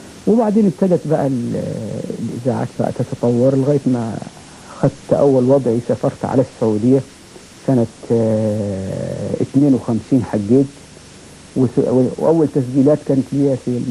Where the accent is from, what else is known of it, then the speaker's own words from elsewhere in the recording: Armant, Qena Governorate, Egypt; قلت لهم أنا والله من الصعيد من بلد اسمها أرملت محافظة قنا